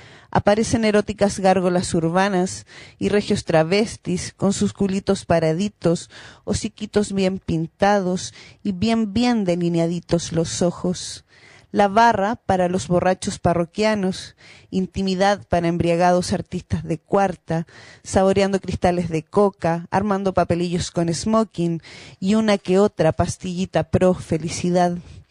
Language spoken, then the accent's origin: Spanish; Iquique, Tarapacá, Chile; Sí, mis dos padres y mis cuatro abuelos. Yo soy de Camacha.